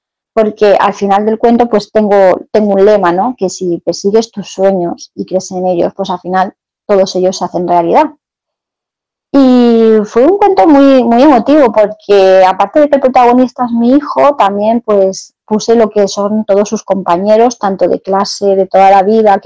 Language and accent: Spanish; Valencian Community, Spain; soy una escritora valenciana a la que le encanta juntar letras para crear historias.